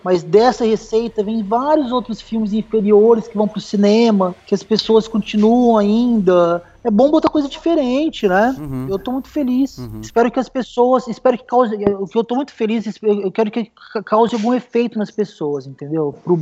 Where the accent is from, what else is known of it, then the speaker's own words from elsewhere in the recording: Ribeirão Preto, São Paulo, Brazil; Eu, na verdade, eu sou de Ribeirão Preto